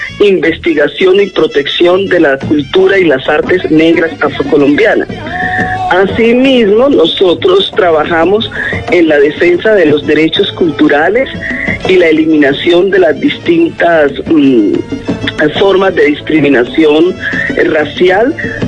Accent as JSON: {"language": "Spanish", "town": "Condoto", "region": "Chocó", "country": "Colombia", "tie": "born or raised there", "lives_now": "Bogotá, Colombia", "said": "Empecé en el arte desde los 4 años de edad en mi pueblo natal, Condoto, departamento del Chocó."}